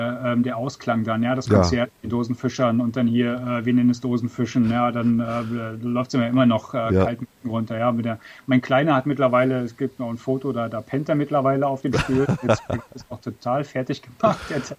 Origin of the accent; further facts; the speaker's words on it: Mecklenburg-Vorpommern, Germany; als Mecklenburger. Ich bin ja aufgewachsen in Mecklenburg.